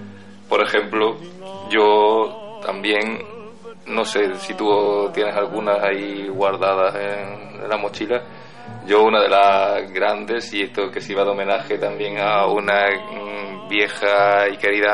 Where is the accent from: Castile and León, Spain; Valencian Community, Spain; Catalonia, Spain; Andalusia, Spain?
Andalusia, Spain; No sé si soy exagerado, pero bueno, como soy andaluz, pues me lo puedo permitir.